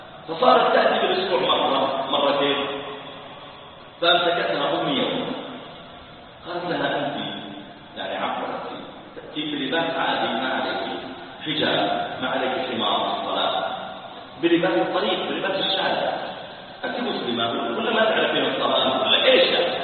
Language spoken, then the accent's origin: Arabic; Saudi Arabia; قلت انا ترى تصديق كبير عندنا في السعوديه